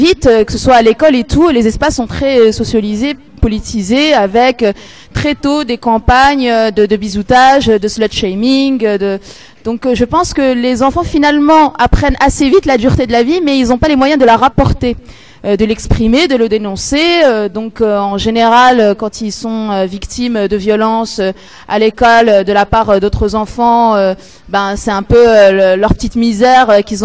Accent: Morocco; moi je suis marocaine

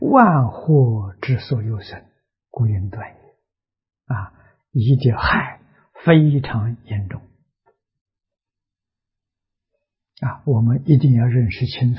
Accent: Anhui, China; 龙书就是书城人，他的老家跟我老家很近啊，大概只有20几公里，不到30公里

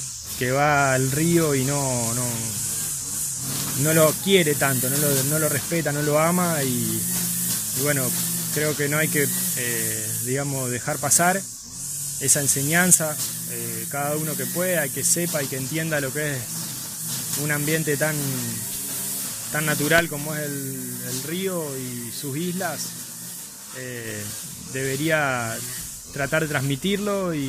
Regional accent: San Nicolás, Buenos Aires Province, Argentina; now in Zavalla, Argentina; soy de San Nicolás, actualmente vivo en Zavalla.

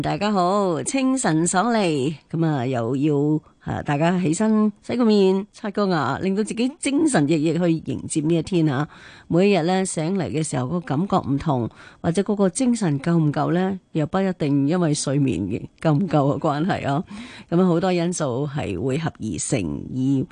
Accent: Hong Kong; 近呢一两年咧，我哋香港人或者全世界嘅人咧

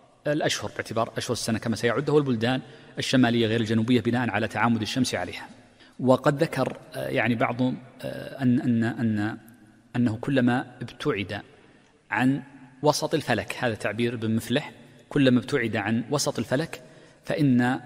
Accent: Mecca, Makkah Province, Saudi Arabia; وغالبا عندنا في مكة وفي الحجاز وفي المملكة كلها

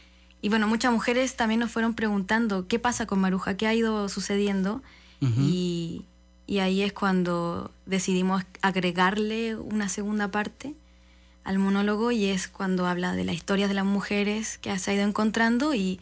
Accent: Chile; Bueno, yo vengo de Chile, él viene de Polonia, somos Teatro Entropía

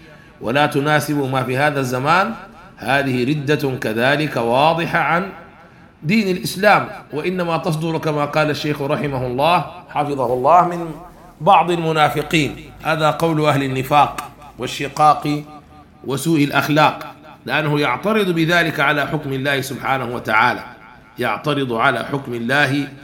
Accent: Sudan; وهذا كان عندنا في السودان قانون الهندي والقانون البريطاني

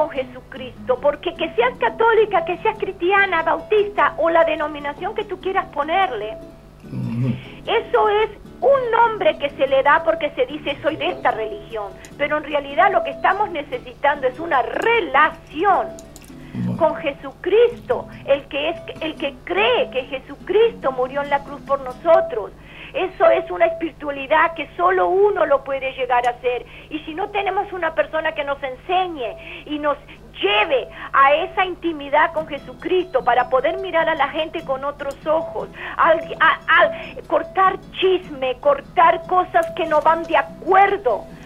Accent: Soca, Canelones, Uruguay; Para mí, bueno, Soca es mi pueblito querido

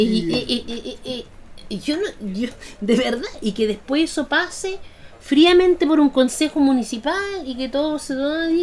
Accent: Germany; yo me crié en el exilio, en Alemania

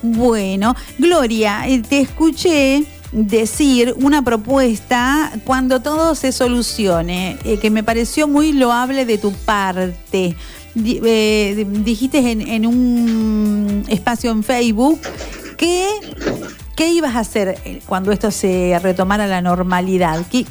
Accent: Argentina; la bendición y toda la salud que se merecen y que nos merecemos como argentinos salir de esta pandemia

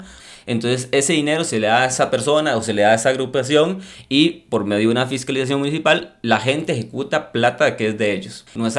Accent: La Unión, Cartago, Costa Rica; soy del Cantón de La Unión, trabajo en la Municipalidad de La Unión como regidor del Consejo Municipal.

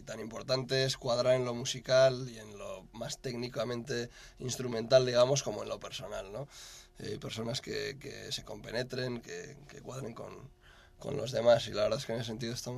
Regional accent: Bilbao, Basque Country, Spain; also born or lived in Barcelona / England / United States; now in Madrid, Spain; yo soy de Bilbao, pero llevo ya varios años en plan vasco errante. Primero en Madrid, en Barcelona, estoy viviendo en Inglaterra, en Estados Unidos. Y bueno, hace ya 2 años y pico aterricé de vuelta en Madrid.

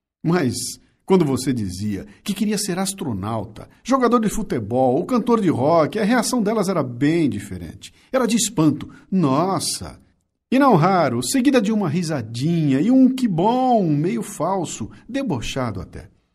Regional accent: Bauru, São Paulo, Brazil; born there; now in São Paulo, Brazil; como é bom ser caipira. Eu nasci em Bauru e vim para Capitar com 19 anos para estudar.

